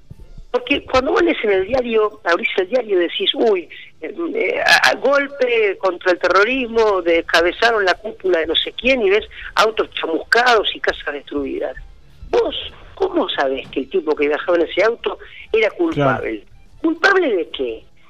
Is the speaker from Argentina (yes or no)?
yes; Argentina; yo que soy argentino como él